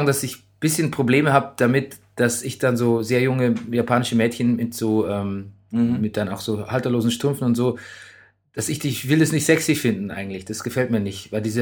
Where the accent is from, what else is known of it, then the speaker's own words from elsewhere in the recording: West Germany, Germany; wir sind ja so aufgewachsen im Westen der Republik